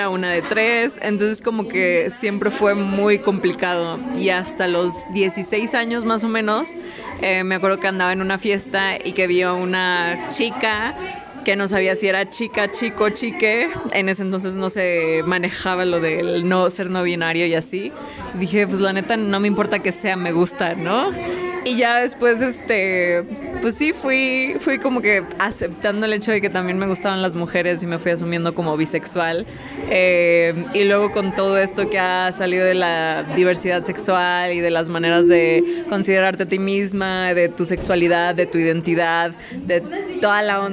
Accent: Ciudad Valles, San Luis Potosí, Mexico; soy de la Huasteca Potosina, orgullosamente vallense. Creo que la bandita de mi pueblo es súper chismosa.

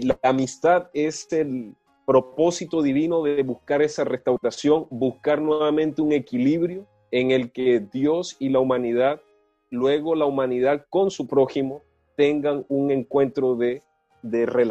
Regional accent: Colón, Biobío, Chile; also born or lived in Ñuble; aunque somos oriundos de Colón, región del Biobío y región de Ñuble.

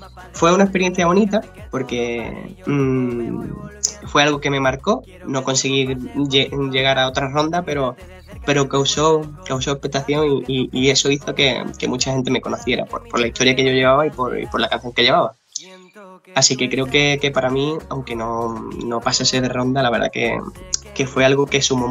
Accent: Alcalá de los Gazules, Andalusia, Spain; Pues yo soy de Alcalá de los Gatules, ¿vale? De un pueblecito de Cádiz.

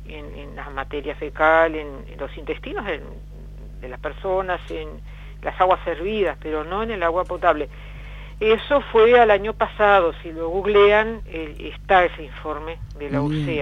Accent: Santa Clara de Olimar, Treinta y Tres, Uruguay; born there; que nace en Santa Clara de Olimar, mi pueblo natal

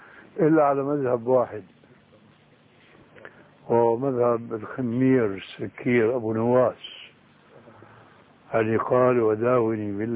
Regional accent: Syria; يسموه عندنا بالشام برزان

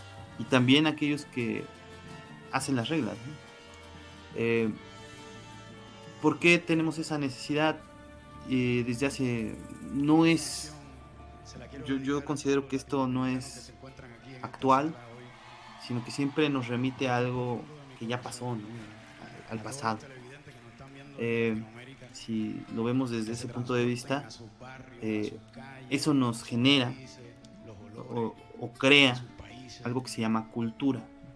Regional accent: Mexico; Y al parecer todos sabemos que somos mexicanos, ¿no? No solamente por que nacimos en México

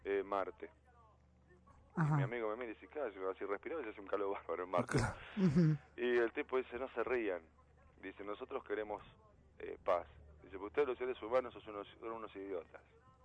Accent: Moreno, Buenos Aires Province, Argentina; Y nosotros somos de Moreno y de La Perlita

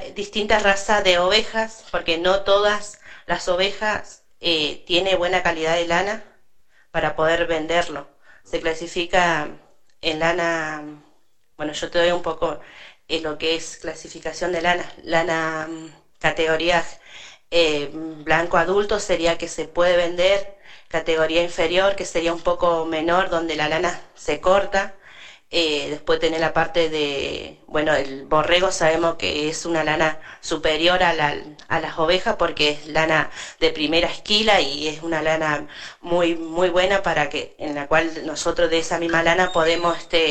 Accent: Cushamen, Chubut, Argentina; yo vengo de Cusamen, pero hace como 14 años estoy viviendo acá en el paraje de Mallinagado.

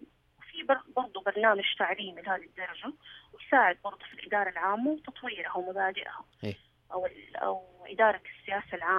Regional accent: Saudi Arabia; موجودة عندنا في السعودية

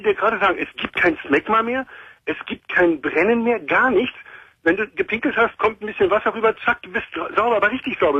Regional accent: Berlin, Germany; Ich komme da aus Neukölln.

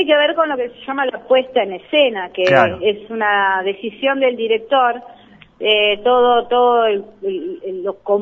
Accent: Argentina; la situación que vivimos como argentinos nos supera

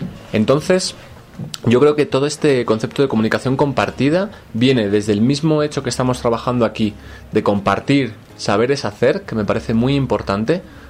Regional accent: Spain; Yo, por ejemplo, siendo español de origen, pero soy latino

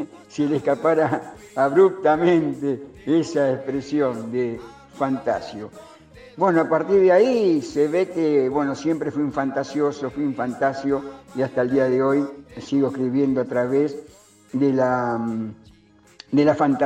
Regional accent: Quilmes, Buenos Aires Province, Argentina; un íntimo amigo mío que nos criamos juntos, Danielito, allá en Quilmes, provincia de Buenos Aires

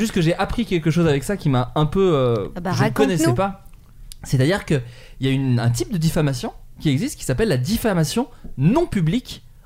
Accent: Autun, Bourgogne-Franche-Comté, France; on essaye en fait de marquer la ville d'Autun de notre fer rouge, puisque c'est là d'où je viens.

